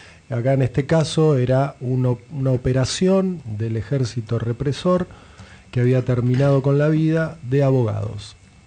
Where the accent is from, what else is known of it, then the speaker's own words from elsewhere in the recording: Mar del Plata, Buenos Aires Province, Argentina; yo me crié en Mar del Plata, tengo vínculos profesionales allá, trabajé unos cuantos años en La Capital, que es el diario más importante allá